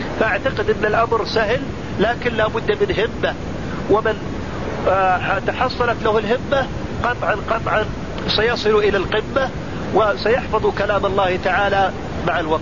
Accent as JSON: {"language": "Arabic", "country": "Saudi Arabia", "said": "وعندنا في السعودية هنا بالآلاف المؤلفة"}